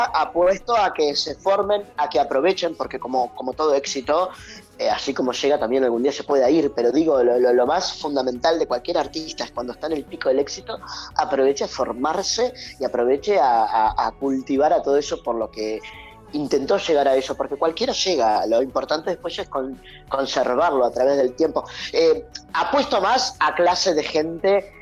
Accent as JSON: {"language": "Spanish", "country": "Argentina", "said": "Pero para nosotros como argentinos"}